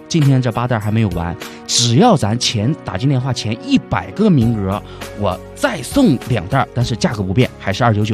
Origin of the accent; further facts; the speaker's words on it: Dalian, Liaoning, China; 我本人也是土生土长的大连人